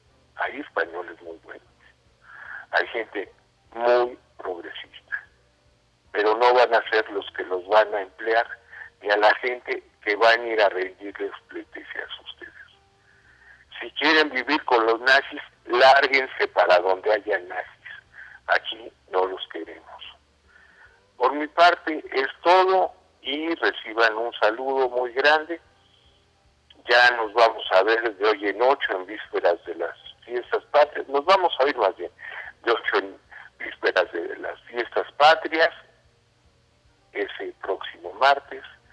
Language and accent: Spanish; Mexico; vamos a festejar muy, muy, muy a fondo que somos mexicanos, que no somos españoles